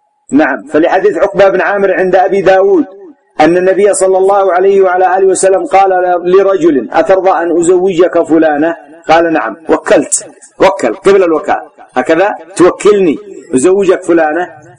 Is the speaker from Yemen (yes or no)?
yes; Yemen; لكن غالبا النساء ما تتجرع عندنا في اليمن